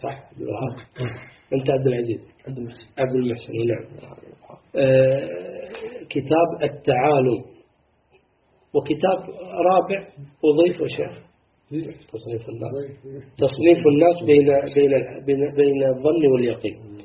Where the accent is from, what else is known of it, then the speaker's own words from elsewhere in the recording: Kuwait; يعني شيء بديع عندنا في الكويت الحمد لله